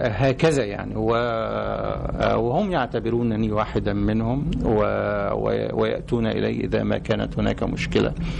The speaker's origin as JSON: {"language": "Arabic", "town": "Bani Halla", "region": "Beni Suef Governorate", "country": "Egypt", "tie": "born or raised there", "said": "أنا من بني سويف، من مركز سمسطة، من قرية اسمها بني حلة،"}